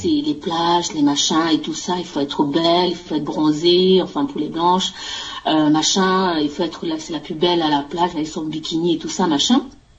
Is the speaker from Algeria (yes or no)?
no; France; La mission étant terminée, on va rentrer chez nous en France.